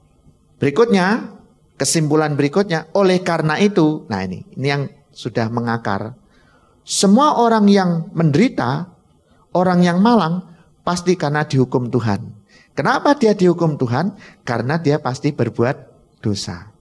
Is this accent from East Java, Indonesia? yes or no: yes; Bojonegoro, East Java, Indonesia; Saya orang Bojonegoro, ya.